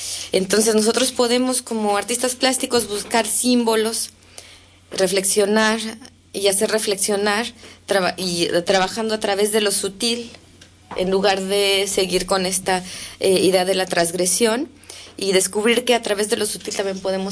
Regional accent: Mexico; no solo somos mexicanos, sino también hay gente catalana

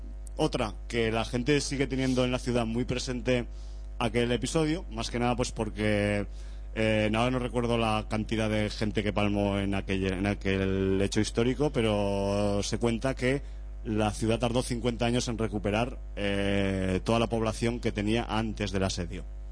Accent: Zaragoza, Aragon, Spain; está mal que lo diga yo porque soy de Zaragoza

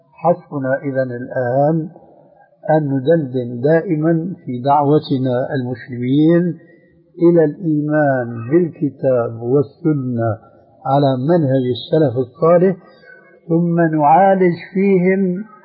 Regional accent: Syria; كما يقولون عندنا في سوريا

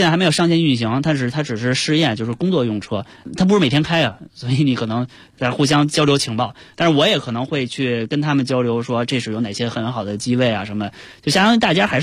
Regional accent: Chaoyang, Beijing, China; 因为我从小在朝阳区长大，朝阳群众，朝阳群众。

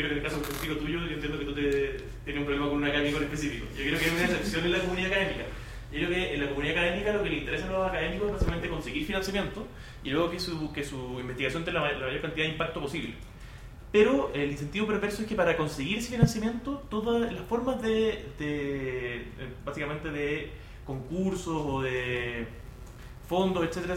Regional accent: Chile; Hola, nosotros somos de Chile.

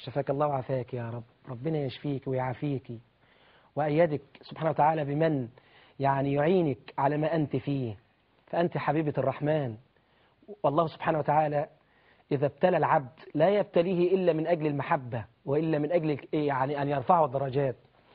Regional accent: Shambara, Sharqia Governorate, Egypt; فانا يعني اهلي في قريتي شمبره الميمونه واهلي في الزقازيق ومحافظه الشرقيه ما انساهمش ابدا

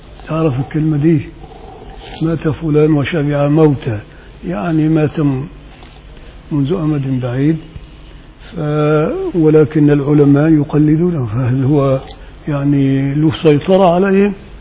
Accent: Upper Egypt, Egypt; يعني حتى عندنا في الريف في الصعيد يعني لا يذبح كل واحد

